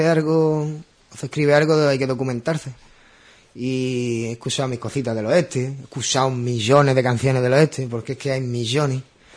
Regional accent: Ubrique, Andalusia, Spain; todos los que somos de Ubrique estamos en España

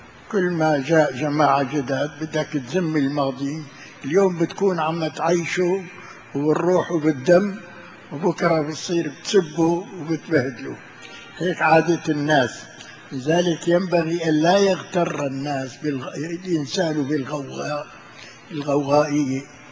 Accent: Sanaa, Amanat Al Asimah, Yemen; قلنا له نحن اولاد صنعاء

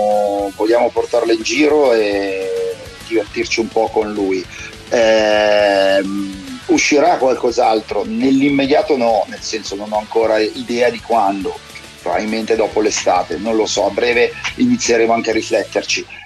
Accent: Milan, Lombardy, Italy; forse l'abbiamo doppiata a Milano essendo milanesi

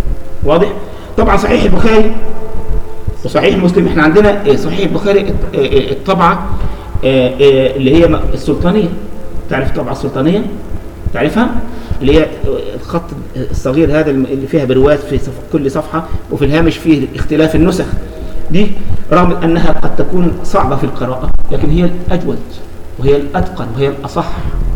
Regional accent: Egypt; ودي كانت مجموعة عندنا في مصر

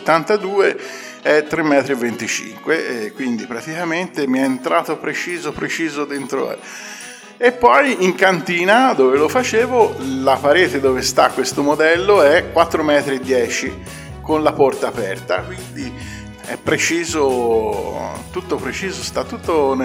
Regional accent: Ambra, Tuscany, Italy; noi che siamo di Ambra

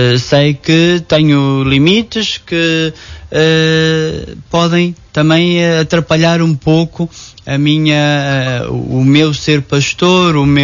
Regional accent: Nogueira, Portugal; comunidades que constituem Nogueira. Foi um dia de festa, festa não só por eu celebrar a primeira missa na minha terra

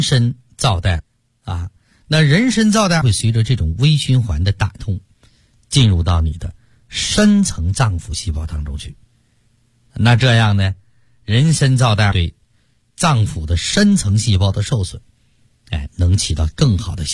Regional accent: China; 我们中国人就不会再被心脑血管疾病所困

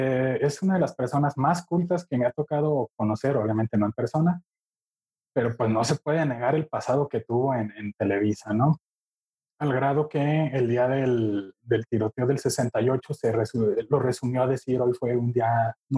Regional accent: Mexico; Para los que crecimos aquí en México.

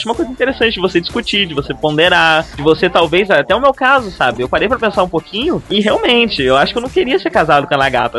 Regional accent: Campos, Brazil; Não, a gente veio de Campos, lá não tem gente que não é escroto.

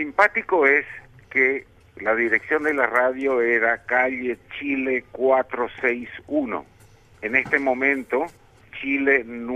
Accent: Villa Morra, Asunción, Paraguay; Las antenas, yo de chico, yo vivía en Villamorra de chico, nunca, ya no vi esas antenas gigantes

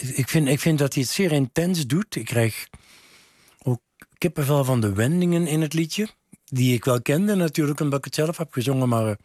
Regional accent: Nuenen, North Brabant, Netherlands; first language Brabantian dialect; Omdat dat mijn oertaal is. Omdat ik bij ons thuis in Nuenen werd er Brabants gepraat, Nuenens gepraat. En pas op school kwam het Nederlands.

